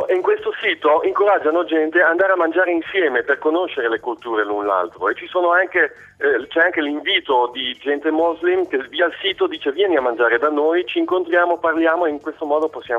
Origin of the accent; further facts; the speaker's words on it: Desenzano del Garda, Lombardy, Italy; moved away as an adult; now in Amsterdam, Netherlands; Io sono cresciuto a Desenzano, sul Lago di Garda. Ho studiato in Italia, ho fatto 20 anni lì e poi sono partito. Ho fatto un giro del mondo e mi sono fermato qui a Amsterdam.